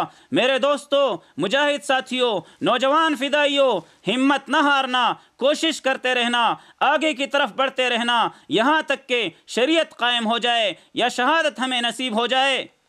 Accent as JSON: {"language": "Urdu", "country": "Pakistan", "said": "ہم خود پاکستانی ہیں، ہم پاکستان کے باسی ہیں، پاکستان کے اولاد ہیں"}